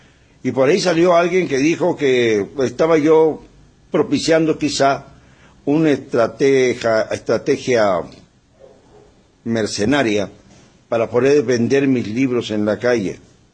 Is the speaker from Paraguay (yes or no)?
no; Mexico; Somos nosotros, los mexicanos, los que tenemos que hacer el papel de mandantes